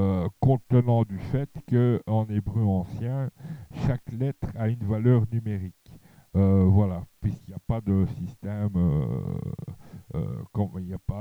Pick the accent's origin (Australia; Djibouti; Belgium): Belgium; Charleroi, Wallonia; étant à Mons, je rentrais quand même régulièrement dans ma ville natale, c'est-à-dire Charleroi